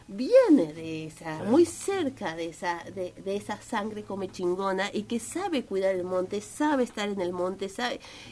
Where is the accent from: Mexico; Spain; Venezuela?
Mexico; born there; yo nací en México y toda mi formación universitaria la hice muy cerca de los pueblos originarios